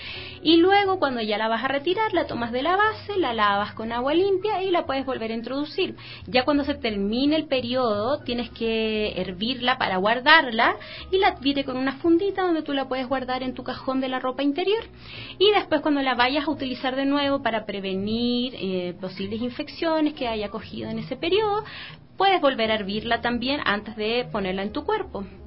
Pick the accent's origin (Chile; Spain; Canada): Chile; now in Ecuador; yo soy de Chile, ¿ya?